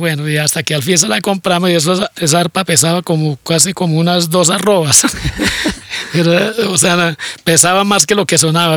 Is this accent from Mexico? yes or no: no; Gambita, Santander, Colombia; más posibilidad de lo que no tenía allá en mi pueblo, en Gambita, porque allá lo que no tenía eran los instrumentos.